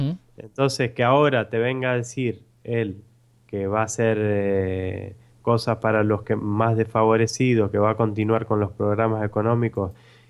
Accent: Argentina; Así que así somos los argentinos.

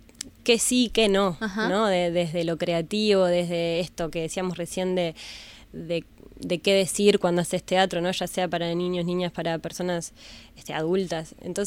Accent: Pando, Canelones, Uruguay; now in Montevideo, Uruguay; yo soy de Pando y viví hasta hace unos años ahí, mi familia está allá, y era muy difícil a mis 14 años encontrar un lugar en Pando

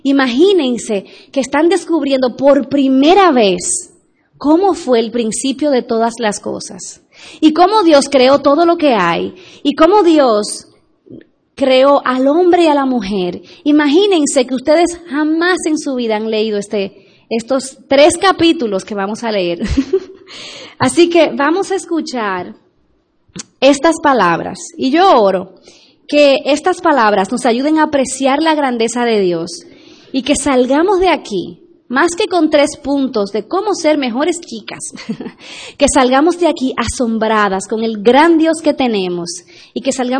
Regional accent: Dominican Republic; recuérdense que yo soy dominicana. Extiéndanme gracia.

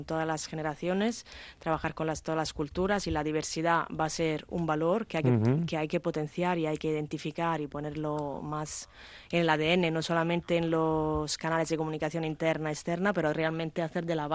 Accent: Italy; Spanish is a second language; yo como italiana, yo creo que el Mediterráneo nos parecemos mucho

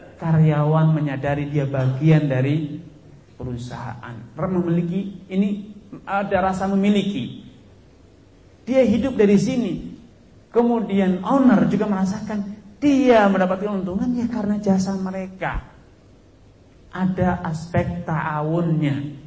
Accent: West Nusa Tenggara, Indonesia; moved away; dia saya orang Lombok. Tapi kan kita ada kesamaan, perantau, pendatang

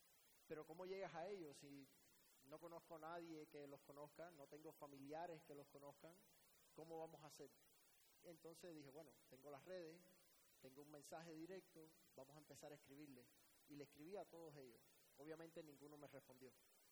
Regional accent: Miami, Florida, United States; also born or lived in Cuba; soy cubano, inmigrante a Miami desde los 2 años. Básicamente me crié en los Estados Unidos mi vida entera, América, los Estados Unidos, mi país.

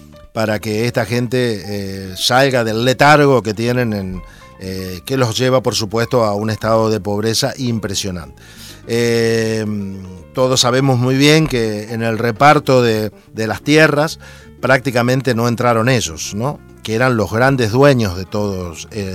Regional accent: Santa Fe, Argentina; Por la zona que yo vengo de Argentina, que es la zona de Santa Fe, una zona que está muy ligada a los indios Toba, ¿cierto? A los indios Mocovíes, a los indios Guaraníes

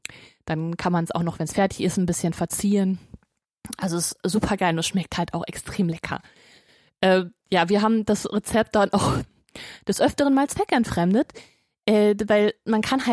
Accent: Hagen, North Rhine-Westphalia, Germany; Meine Heimat ist Hagen. Ja, genau das Hagen. Das Hagen, aus dem auch

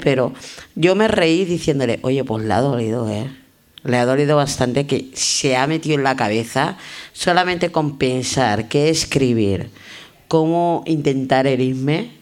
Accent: Spain; Soy española. O sea, que si a mí me quieren mandar de vacaciones pagadas, yo encantada, pero soy española, ¿sabes?

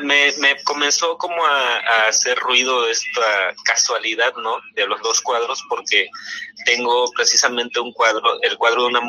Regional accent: Chiapas, Mexico; now in Hermosillo, Mexico; Aunque originalmente soy de Chiapas

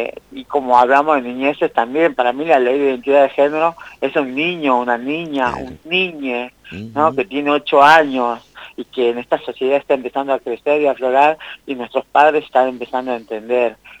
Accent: Amaicha del Valle, Tucumán, Argentina; born there; Yo nací en Amaicha del Valle, en Tucumán.

